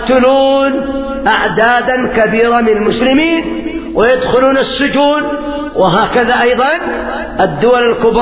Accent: Yemen; الثورة التي قيمت عندنا باليمن

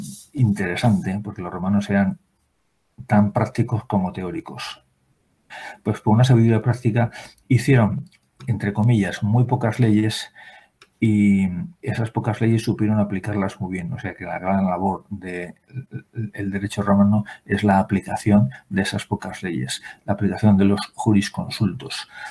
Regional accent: Spain; Y esto lo digo siendo español

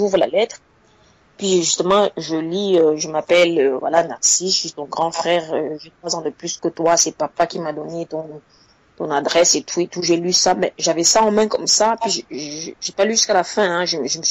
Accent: Cameroon; now in Switzerland; c'est l'équivalent du bac chez nous au Cameroun.

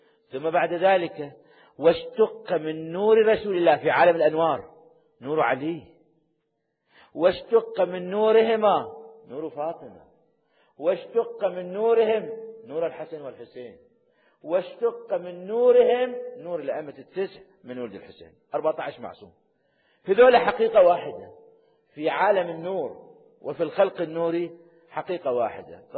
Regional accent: Iraq; فأنتم من العراقيين وأنا عراقي، فنتكلم باللغة العراقية

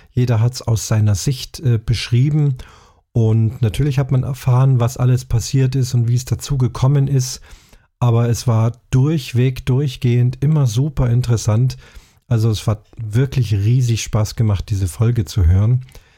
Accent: Munich, Bavaria, Germany; alles, was beschrieben ist, von München, meiner Heimatstadt, angefangen.

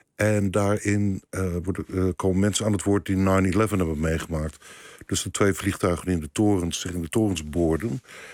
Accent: Leiden, South Holland, Netherlands; Ik kom niet uit Rotterdam, maar ik kom uit Leiden.

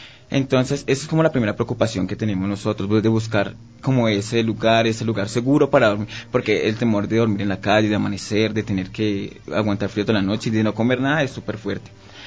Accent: Colombia; now in Quito, Ecuador; nosotros ya somos personas de la comunidad LGBT, somos colombianos, yo tengo mi esposo, tuvimos que salir de Colombia por persecución, porque recibimos amenazas de un grupo armado.

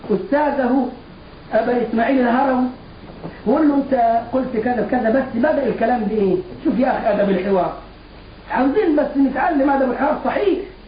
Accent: Egypt; الجماعة اللي بيعملوا الموالد عندنا في مصر للاولياء حاسبين التواريخ مضبوطة

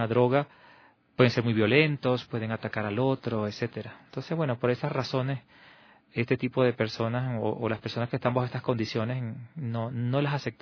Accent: Venezuela; now in Quito, Ecuador; Yo soy venezolano, ya, pero vengo en este momento de una misión que estaba realizando en el Perú, en el norte del Perú. Y ahora, por mi superior, he sido también designado a apoyar acá en el albergue San Juan de Dios, aquí en Quito.

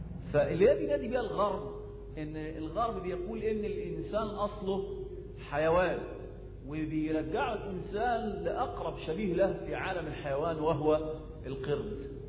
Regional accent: Egypt; وللأسف الشديد التعليم الفاشل عندنا في مصر

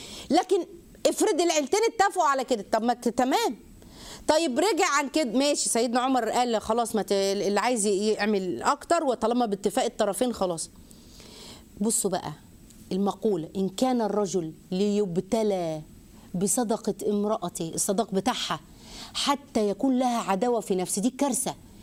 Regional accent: Egypt; عندنا في مصر يجي يقول لك ايه

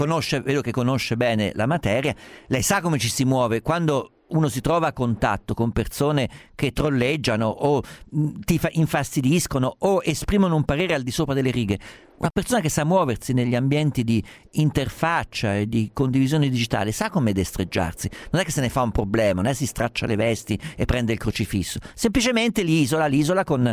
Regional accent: Umbria, Italy; Essendo umbro, fa parte della nostra cultura nazionale.

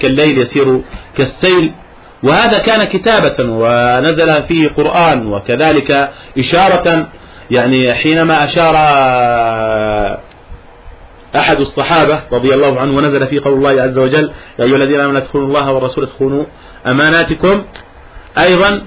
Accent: Jordan; أن أول اعتصام خرج عندنا في الأردن

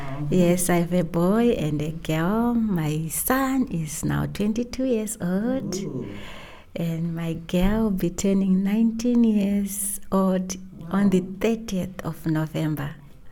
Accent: Zimbabwe; I'm from Zimbabwe. I have been here for a couple of days, and I'll be going back next week. It has been lovely being here in Germany

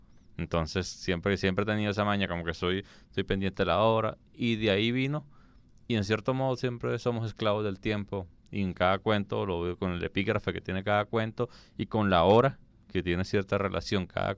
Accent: San Cristóbal, Táchira, Venezuela; now in Caracas, Venezuela; San Cristóbal.

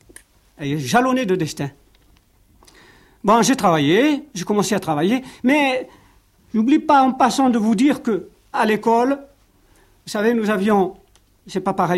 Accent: Algeria; born there; Je suis né en Algérie, j'ai été à l'école.

